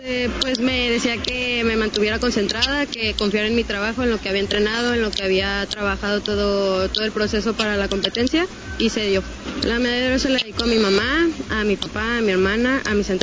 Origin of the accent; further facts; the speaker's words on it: Mexico; tengo 18 años y soy de México.